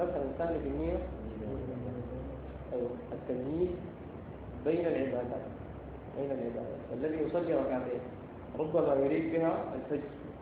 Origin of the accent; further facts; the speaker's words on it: Sudan; ونحن عندنا في السودان والتي فيها قصائد عديدة